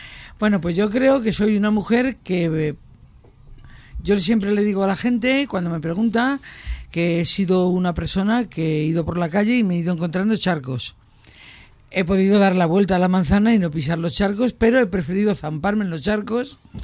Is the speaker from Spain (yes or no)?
yes; Madrid, Community of Madrid, Spain; me crié en Madrid. Tengo el primer desahucio con 11 años, que nos tiran la casa para hacer la avenida de San Francisco el Grande, más grande. Y nos llevan a San Cristóbal de Los Ángeles, que era un descampado con 4 bloques.